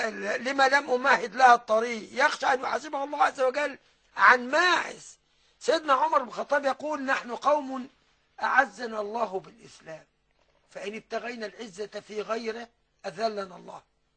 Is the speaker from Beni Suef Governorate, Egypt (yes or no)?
yes; Beni Suef, Beni Suef Governorate, Egypt; ما يشربوش كبير عندنا في بني سويف